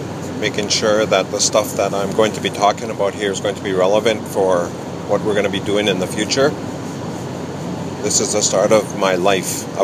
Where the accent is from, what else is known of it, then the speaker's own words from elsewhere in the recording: Uranium City, Saskatchewan, Canada; born there; I was born in Uranium City in northern Saskatchewan on September 25th, 1957. This was the height of the uranium boom in northern Saskatchewan.